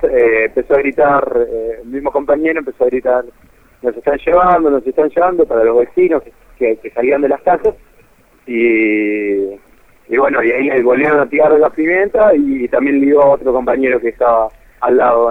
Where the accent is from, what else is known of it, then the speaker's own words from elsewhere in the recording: Villa Ballester, Buenos Aires Province, Argentina; De Gran Buenos Aires, de San Martín, Villa Ballester.